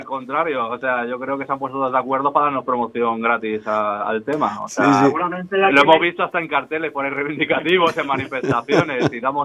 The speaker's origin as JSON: {"language": "Spanish", "town": "Madrid", "region": "Community of Madrid", "country": "Spain", "said": "Yo vengo de otra ciudad también muy grande, yo vengo de Madrid, de grupos de Madrid"}